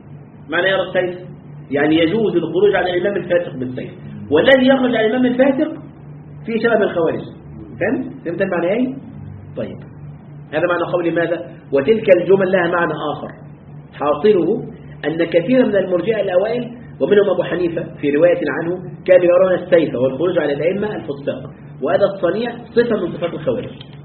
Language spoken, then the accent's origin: Arabic; Egypt; هناك جماعة كانت عندنا في مصر